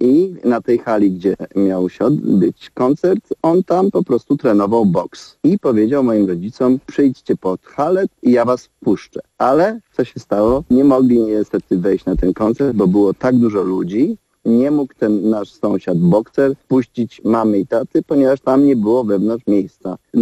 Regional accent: Rzeszów, Subcarpathian Voivodeship, Poland; Pochodzę z Rzeszowa, gdzie urodził się … czyli nasz legendarny blues rockowy muzyk.

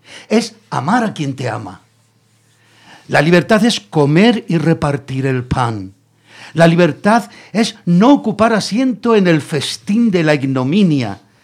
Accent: Granada, Andalusia, Spain; moved away; yo soy de Granada, aunque llevo aquí ya 50 años, pero yo nací en Granada.

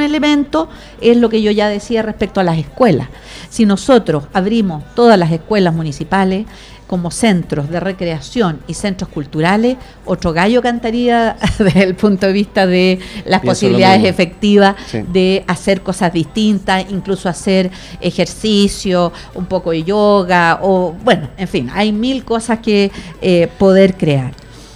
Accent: Puente Alto, Santiago Metropolitan, Chile; no hay que contar mucho que somos de Puente Alto

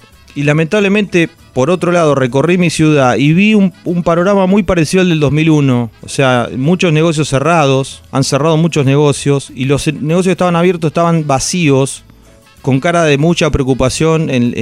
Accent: Nueve de Julio, Buenos Aires Province, Argentina; De 9 de julio, provincia de Buenos Aires.

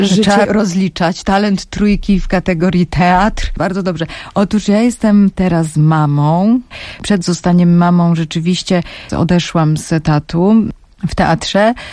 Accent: Silesian Voivodeship, Poland; Ja jestem Ślązaczką … podobnie jak wielu Ślązaków.

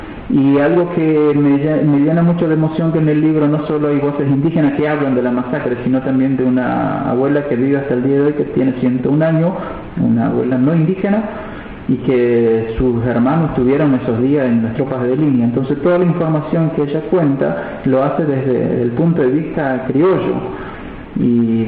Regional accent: Napalpí, Chaco, Argentina; nosotros que nacimos y crecimos en Napalpí

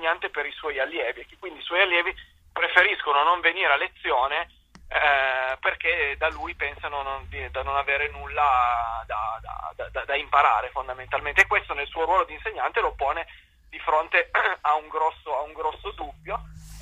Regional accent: Turin, Piedmont, Italy; io sono di Torino

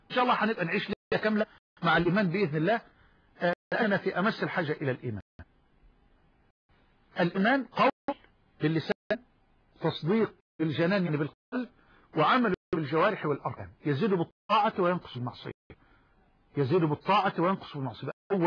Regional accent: Egypt; وأسألك يا ربنا أن تجعل بلدنا مصر واحة للأمن والأمان

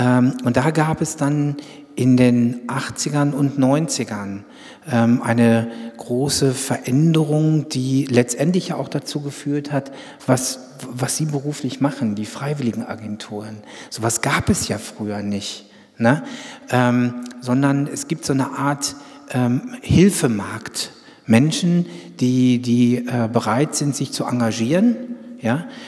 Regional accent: North Rhine-Westphalia, Germany; ich komme also auch aus Westfalen

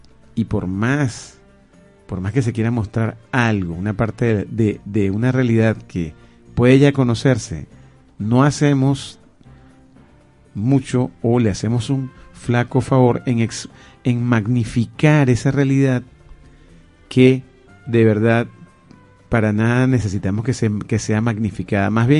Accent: Venezuela; Somos los venezolanos los que tenemos que manejar ese amor

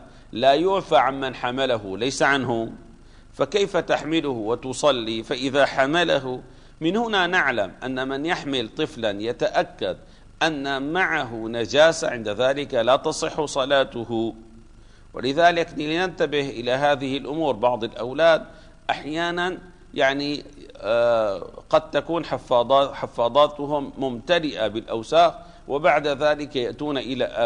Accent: Damascus, Damascus Governorate, Syria; ما زال بعض المساجد عندنا في دمشق يوجد فيها طيور

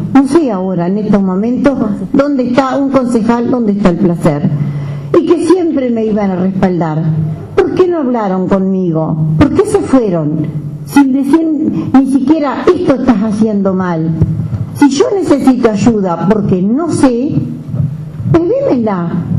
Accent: Merinos, Paysandú, Uruguay; estuvo trabajando vialidad en mi pueblo, en Merinos

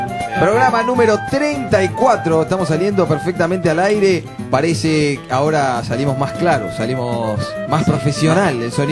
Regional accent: Uruguay; Y como nosotros somos uruguayos todos.

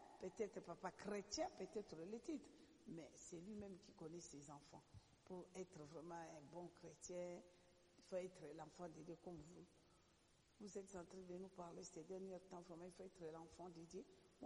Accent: DR Congo; parce que je suis congolaise

